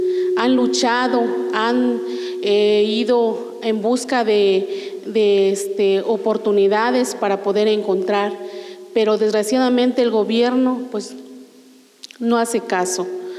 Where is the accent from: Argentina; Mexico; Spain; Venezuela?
Mexico; Las Margaritas, Chiapas; soy de Las Margaritas.